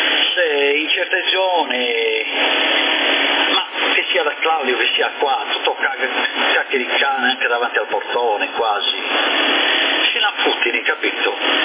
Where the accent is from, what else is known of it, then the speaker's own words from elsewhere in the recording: Sardinia, Italy; accent: Sardinian; Quando registro la mia voce mi rendo conto di come ho l'accento sardo